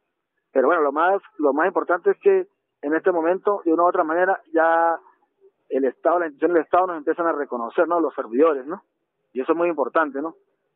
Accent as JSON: {"language": "Spanish", "country": "Venezuela", "said": "que es un compromiso de todos como venezolanos."}